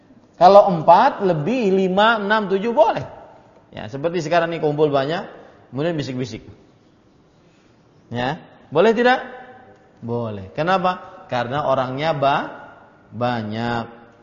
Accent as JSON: {"language": "Indonesian", "region": "South Kalimantan", "country": "Indonesia", "said": "Kemudian kita orang Banjar naik bertiga ataupun berdua. Kemudian kita ngobrol-ngobrol dengan bahasa Banjar."}